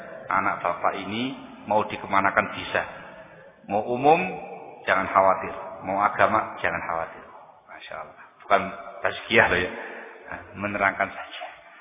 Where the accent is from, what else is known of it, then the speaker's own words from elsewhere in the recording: Sidayu, East Java, Indonesia; born there; Lahir di Kecamatan Sidayu, Kabupaten Gresik, Jawa Timur. 36 tahun yang lalu.